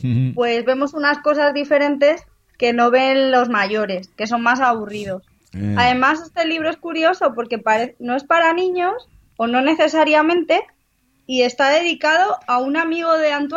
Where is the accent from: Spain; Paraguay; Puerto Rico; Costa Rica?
Spain; Alcalá de Henares, Community of Madrid; Aunque soy de Alcalá y vivo en Alcalá